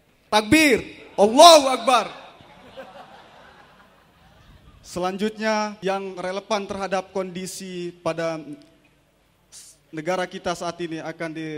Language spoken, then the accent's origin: Indonesian; West Nusa Tenggara, Indonesia; status masih pelajar di Stipram dan saya berasal dari Lombok, Nusa Tenggara Barat.